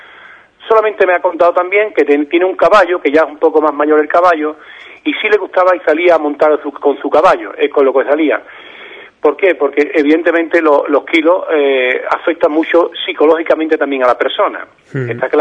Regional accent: Ubrique, Andalusia, Spain; voy a hacer una entrevista en mi pueblo, en Ubrique

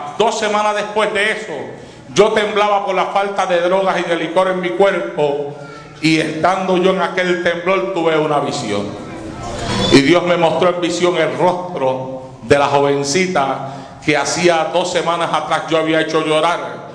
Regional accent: Puerto Rico; now in United States; Cuando yo vine de Puerto Rico aquí a los Estados Unidos

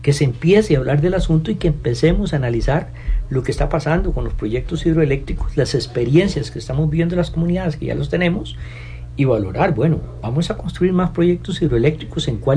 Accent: Costa Rica; a veces se nos olvida como buen tico algunas cosas.

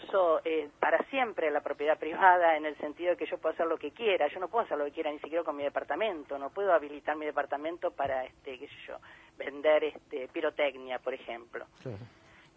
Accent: Buenos Aires, Argentina; a lo que somos los porteños y las porteñas

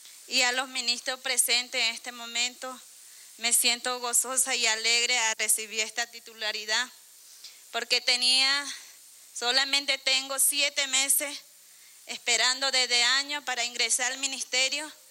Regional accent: Amazonas, Venezuela; Del municipio Atabapo, pero estoy en el estado Amazonas

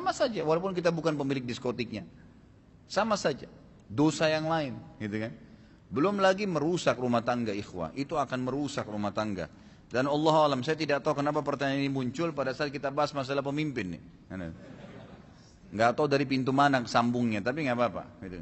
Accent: Makassar, South Sulawesi, Indonesia; born there; saya lahirnya di Makassar gitu kan

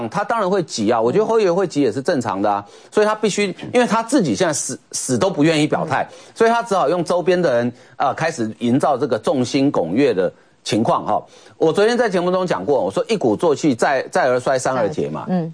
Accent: Taiwan; 就我们台湾话常常讲一句话

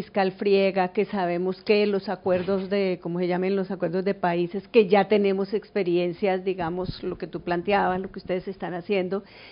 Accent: Cali, Valle del Cauca, Colombia; Yo soy de Cali, Cali fue la ciudad del mayor estallido

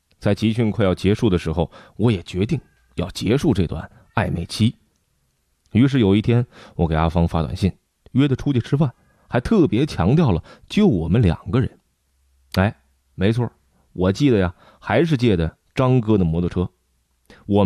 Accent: Fujian, China; 我是福建人

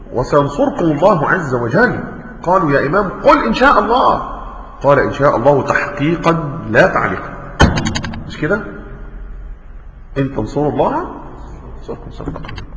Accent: Egypt; بعض الناس المشهورين عندنا كمصريين

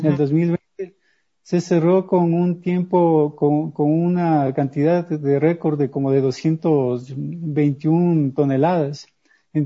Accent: Ecuador; no sé si sea solo yo como escritor ecuatoriano, pero mis obras generalmente ganan polvo

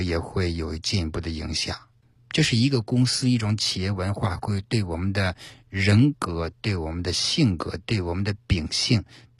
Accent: China; 我们中国人对于面试这个谦虚和自信，这里面要有个度

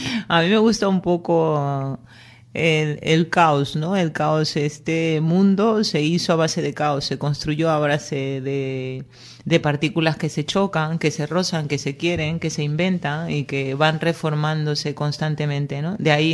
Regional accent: Peru; born there; pero sí, nací en Perú y estoy adoptada.

